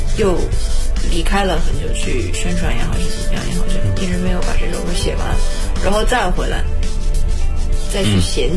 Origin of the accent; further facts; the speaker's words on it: China; 那我自己身为一个中国人